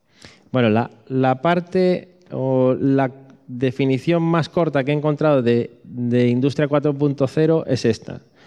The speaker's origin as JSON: {"language": "Spanish", "region": "Galicia", "country": "Spain", "said": "Pero como buen gallego, sí."}